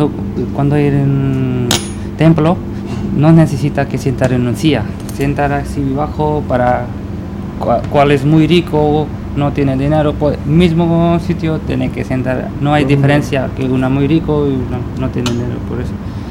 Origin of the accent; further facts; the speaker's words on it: India; Spanish is a second language; Y en mi país se llama Hindi